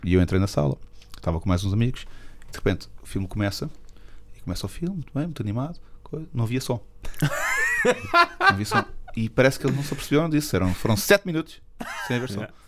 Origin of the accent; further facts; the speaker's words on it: Cascais, Lisbon, Portugal; born there; accent: Lisbon; now in Cacém, Portugal; O que é normal, porque até porque sou daqui, não é? Mas, não, eu nasci em Cascais, mas.